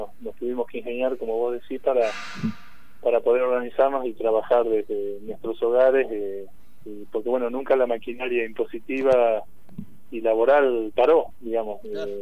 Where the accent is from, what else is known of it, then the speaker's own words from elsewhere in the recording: Rauch, Buenos Aires Province, Argentina; Yo soy de Rauch, sí, correcto.